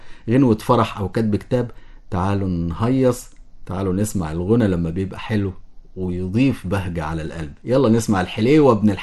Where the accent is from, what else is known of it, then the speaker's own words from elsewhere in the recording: Egypt; لان الشعب مختلف عندنا في مصر ما بين الفلاحي والصعيدي